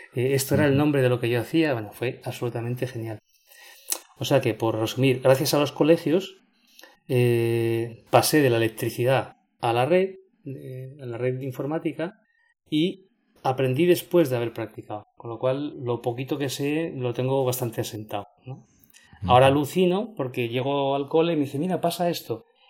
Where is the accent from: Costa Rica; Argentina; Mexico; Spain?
Spain; Asturias; moved away as an adult; now in Valencian Community, Spain; Soy asturiano, pero como no había trabajo, me vine aquí a la Comunidad Valenciana